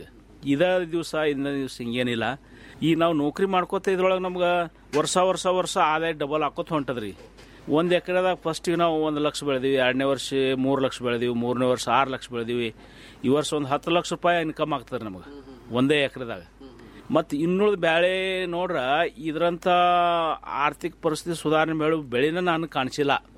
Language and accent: Kannada; Ratnapur, Karnataka, India; born or raised there